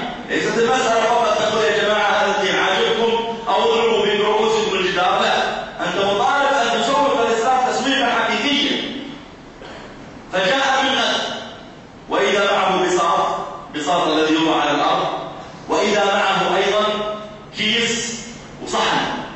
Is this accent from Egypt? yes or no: no; Saudi Arabia; أذكر أني ذهبت مرة إلى مدينة عندنا في السعودية اسمها جيزان، هذه المدينة في الجنوب